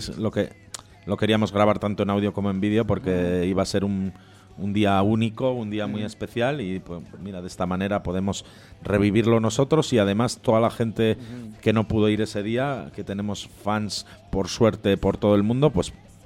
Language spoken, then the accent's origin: Spanish; Bilbao, Basque Country, Spain; Es un teatro increíble donde, como buenos bilbaínos, pues siempre hemos soñado y hemos tenido en el punto de mira.